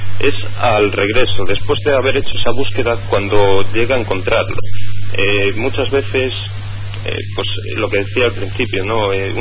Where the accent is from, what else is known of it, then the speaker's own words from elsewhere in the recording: A Coruña, Galicia, Spain; yo aquí que soy de Coruña te puedo decir que sí